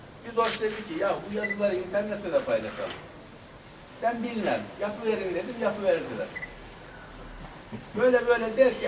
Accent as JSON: {"language": "Turkish", "town": "Kayabaşı", "region": "Konya", "country": "Turkey", "tie": "born there", "said": "İşte ben aslen Konya doğumluyum. Konya'nın Beyşehir'in Kayabaşı köyü var. Ben orada doğdum. Okul yazar olmayan bir ailenin çocuğuyum."}